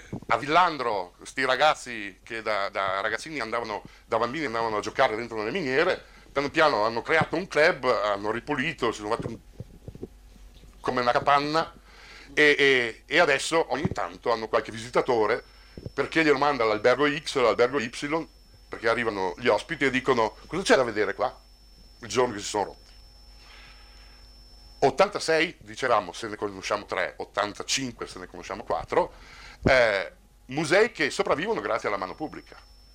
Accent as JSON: {"language": "Italian", "town": "Fortezza", "region": "Trentino-Alto Adige", "country": "Italy", "tie": "born there", "lives_now": "Bolzano, Italy", "said": "nessuno ha mai fatto il prete nel paese dove è nato. Sarà anche vero, prova ne sia che faccio il missionario a Bolzano oggi"}